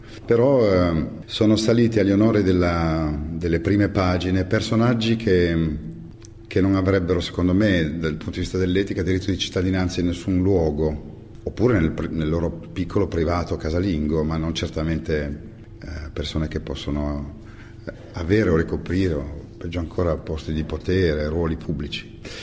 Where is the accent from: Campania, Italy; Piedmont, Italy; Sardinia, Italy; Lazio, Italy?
Piedmont, Italy; born there; Sì, però io sono nato in provincia di Cuneo, che ha come unica barriera rispetto al mare le Alpi Marittime